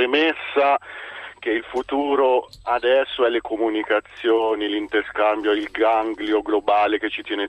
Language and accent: Italian; Perugia, Umbria, Italy; sono in auto, sono di Perugia, adesso sono sulla Bretella di Roma.